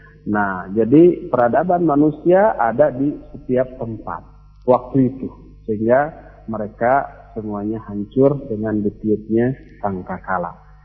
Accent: Bandung, West Java, Indonesia; Coba lihat, kita orang Bandung di sini, rata-rata kesannya lembut, lunak, lelei, begitu ya.

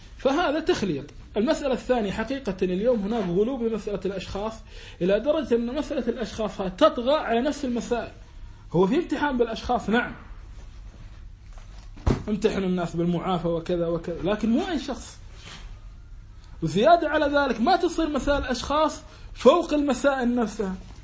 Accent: Kuwait; لا أنا لا أنا كويتي

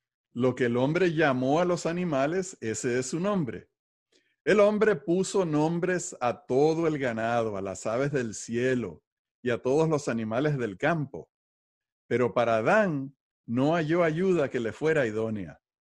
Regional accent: Venezuela; moved away; also born or lived in Puerto Rico; Cada vez que pienso en mi país, me llena de emoción y de calor, porque son las cosas de mi infancia, son las cosas de mi formación

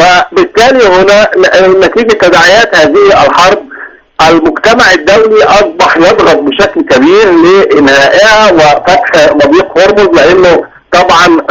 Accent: Egypt; مش عشان احنا مصريين، لكن مصر هي من نجحت في اختراق يعني حاجز النار

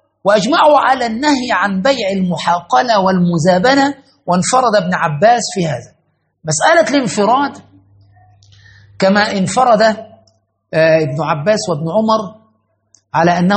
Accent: Cairo, Cairo Governorate, Egypt; على شط النهر عندنا في القاهرة

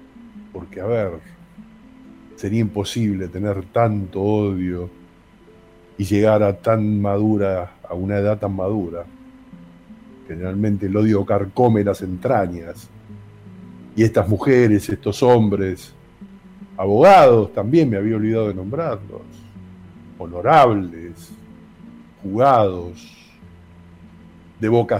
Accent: Argentina; a todos nosotros como argentinos

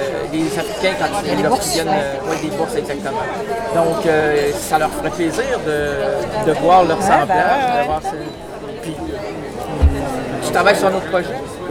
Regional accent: Quebec City, Quebec, Canada; moi, je suis québécois de Québec.

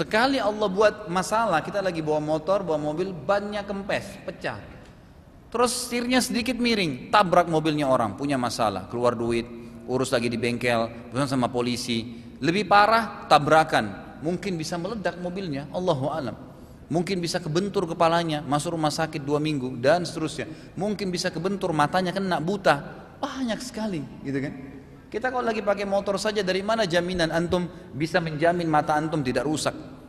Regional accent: South Sulawesi, Indonesia; saya dari Sulawesi Selatan dan paman saya juga dari kami dari tinggal di sana dan nenek saya banyak dari turunan Bugis

